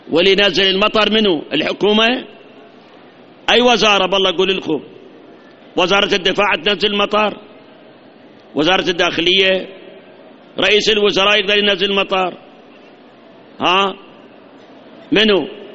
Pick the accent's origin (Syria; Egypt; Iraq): Iraq; احنا فت شهرين ثلاثة صار عندنا جفاف، هاي عندنا بالعراق بعد صار عندنا جفاف